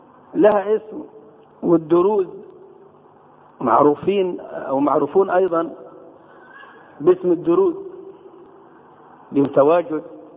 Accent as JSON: {"language": "Arabic", "country": "Egypt", "said": "في شباب عندنا في مصر"}